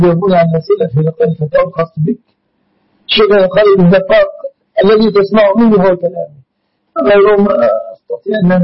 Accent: Egypt; النقوط في بلادنا مصر الإسلامي

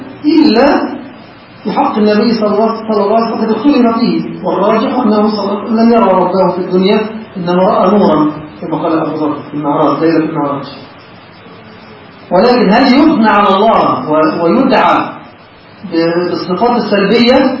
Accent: Egypt; هذا مشتهر عندنا في مصر في بعض، وما زال في بعض المساجد

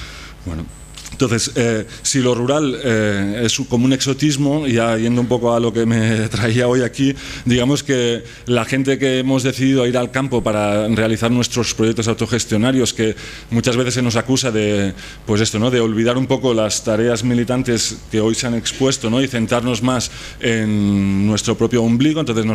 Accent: Barcelona, Catalonia, Spain; yo soy de Barcelona, ¿eh?

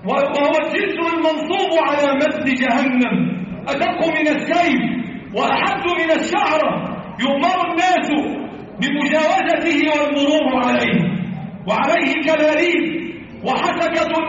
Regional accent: Egypt; اللهم احفظ بلدنا مصر

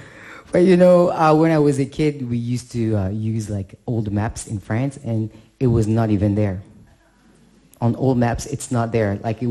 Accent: Comoros; So I'm not sure if you know, but I'm originally from the Comores Island, and I'm not sure you know where that is either.

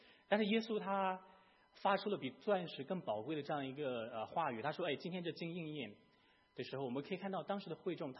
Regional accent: Shandong, China; born there; 我出生在山东的一个县城，我所在的县城它的土地大概也不怎么肥沃，好像它也不是怎么特别的靠海，就是它大概的情况是这个资源上面来讲大概是一般，但是它有一个独特的地方，它这个出产钻石

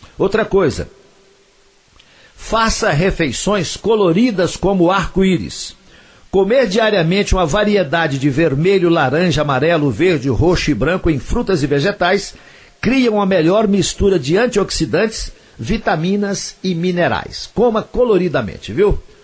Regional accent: Coromandel, Minas Gerais, Brazil; lá na minha terra, lá em Coromandel.

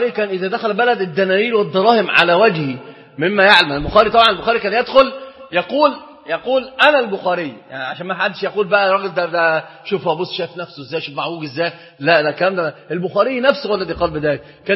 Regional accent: Egypt; إحنا عندنا في مصر اشتهر شيء قوي جدا

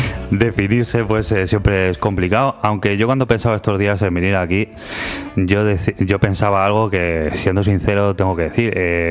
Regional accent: Salamanca, Castile and León, Spain; porque yo soy de Salamanca

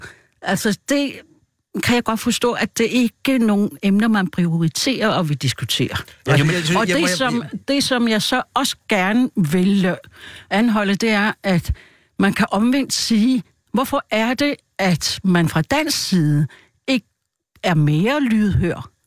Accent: Maniitsoq, Greenland; Nej, jeg er vokset op i Manitok.

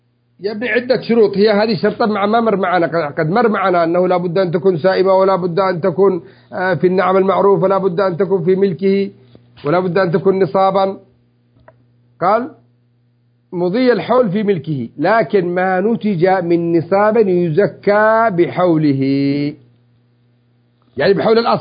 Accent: Yemen; الجرين يسموه المجران، عندنا في اليمن يسموه مجران

